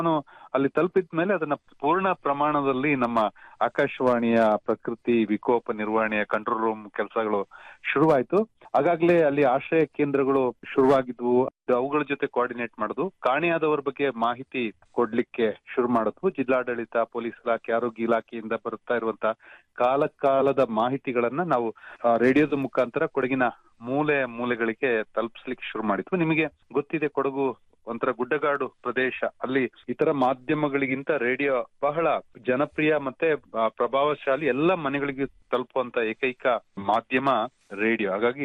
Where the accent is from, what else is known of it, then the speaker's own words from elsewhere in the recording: Madikeri, Karnataka, India; ಮಡಿಕೇರಿ ನನ್ನ ಊರು, ಮಡಿಕೇರಿ ಆಕಾಶವಾಣಿಯಲ್ಲೂ ಕೆಲಸ ಮಾಡಿದ ಅನುಭವ ಇತ್ತು.